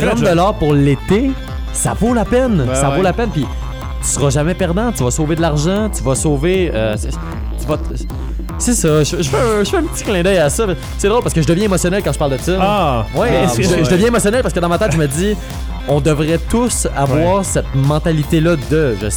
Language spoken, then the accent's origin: French; Repentigny, Quebec, Canada; Si je veux retourner à Repentigny dans mon coin de pays, je peux pas me le permettre.